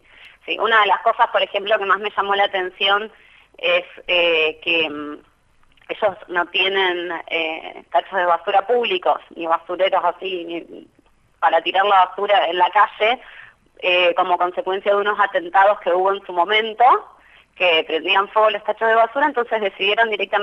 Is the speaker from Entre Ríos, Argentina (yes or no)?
no; Rosario, Santa Fe, Argentina; ya que soy de Rosario y que tengo amigos que hace poco viajaron